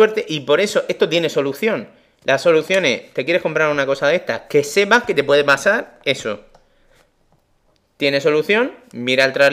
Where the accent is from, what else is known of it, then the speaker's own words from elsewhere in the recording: Murcia, Region of Murcia, Spain; Ya sabe que soy el de Murcia.